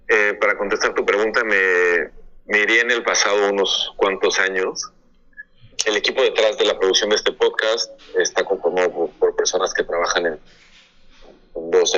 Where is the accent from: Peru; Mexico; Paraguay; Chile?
Mexico; Como bien lo mencionaste, soy mexicano